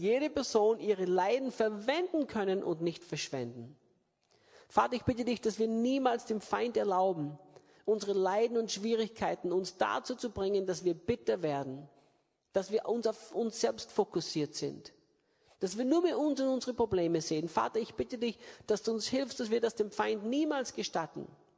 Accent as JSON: {"language": "German", "country": "Austria", "said": "wie man bei uns in Österreich sagt, und Sudern."}